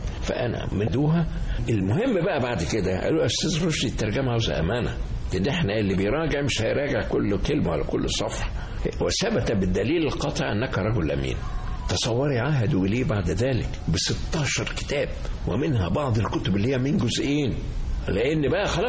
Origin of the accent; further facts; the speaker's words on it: Cairo, Cairo Governorate, Egypt; also born or lived in Mansoura; وبعد كده جينا انتقلنا إلى مصر هنا ما كنت طفل صغير